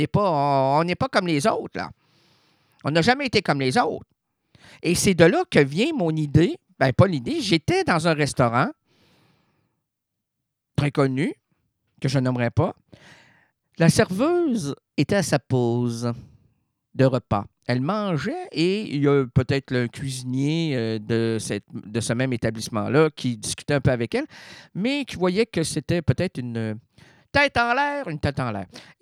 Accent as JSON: {"language": "French", "region": "Quebec", "country": "Canada", "said": "Chez nous au Québec, c'est du foin."}